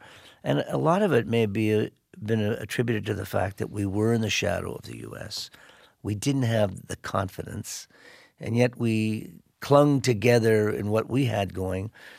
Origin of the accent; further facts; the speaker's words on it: Canada; representing Canada, and I'm still a Canadian.